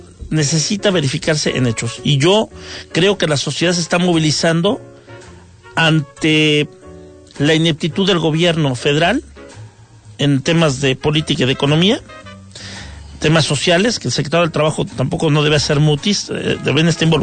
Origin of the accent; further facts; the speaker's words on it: Mexico; yo lo digo como ciudadano mexicano